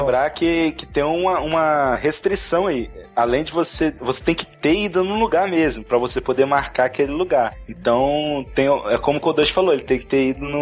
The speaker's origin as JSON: {"language": "Portuguese", "region": "São Paulo", "country": "Brazil", "said": "Eu sou paulista, mano, eu tenho que trabalhar."}